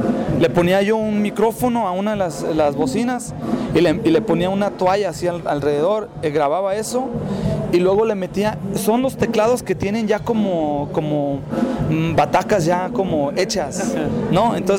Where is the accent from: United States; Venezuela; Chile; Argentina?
United States; Los Angeles, California; Bueno, venimos de California, de Los Ángeles, sí, de allá venimos.